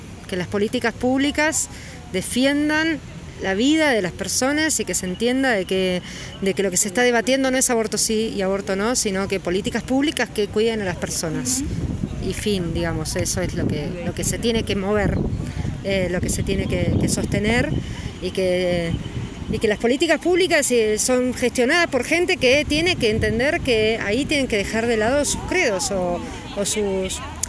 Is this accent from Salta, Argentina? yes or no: no; Buenos Aires Province, Argentina; soy docente y soy de provincia de Buenos Aires.